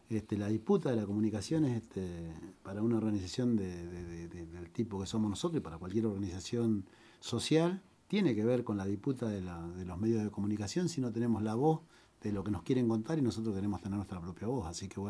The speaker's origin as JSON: {"language": "Spanish", "region": "Río Negro", "country": "Argentina", "said": "Yo vengo de Río Negro"}